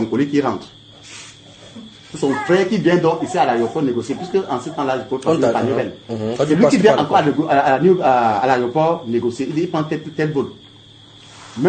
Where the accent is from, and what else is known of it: Douala, Littoral, Cameroon; born there